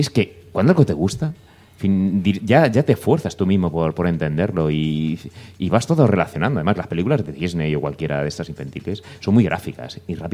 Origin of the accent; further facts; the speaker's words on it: Albacete, Castilla-La Mancha, Spain; Yo de pequeño veía Canal Nou en valenciano, yo soy de Albacete, y yo aprendí valenciano a raíz de ver.